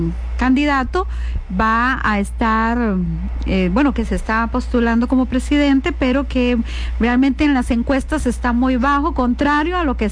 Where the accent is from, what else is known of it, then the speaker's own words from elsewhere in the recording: Costa Rica; es una obligación como costarricenses de hacerlo y de informarnos